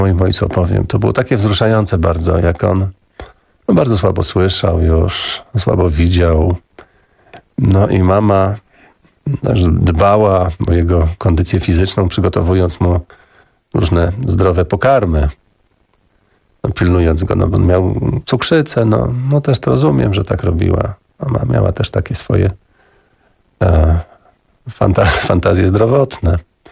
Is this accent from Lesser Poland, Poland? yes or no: no; Augustów, Podlaskie Voivodeship, Poland; I potem i ja mówię, że też jestem z Augustowa